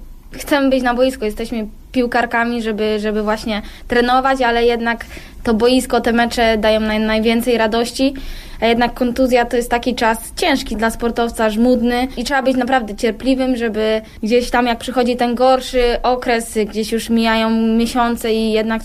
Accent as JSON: {"language": "Polish", "town": "Pęgów", "region": "Lower Silesian Voivodeship", "country": "Poland", "tie": "born or raised there", "lives_now": "Wolfsburg, Germany", "said": "Pęgów, Kołuniejowa. Stamtąd pochodzę i uwielbiam spędzać czas tam, bo jak wychodzę, gdy przyjeżdżam właśnie z Wolfsburga"}